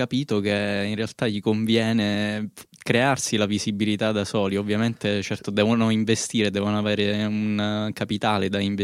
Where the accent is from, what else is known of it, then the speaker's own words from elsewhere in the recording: Reggio Calabria, Calabria, Italy; Di Reggio Calabria.